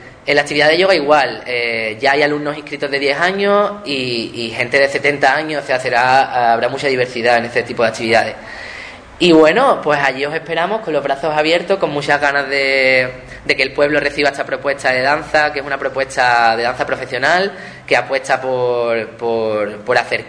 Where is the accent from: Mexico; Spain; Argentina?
Spain; Ubrique, Andalusia; y yo de aquí, que vengo de Ubrique.